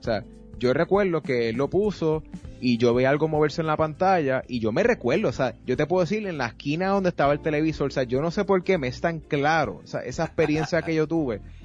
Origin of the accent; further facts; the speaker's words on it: Bayamón, Puerto Rico; Yo soy de Bayamón, nativo de Bayamón, pero mis abuelos, que descansen en paz, eran de Utuado.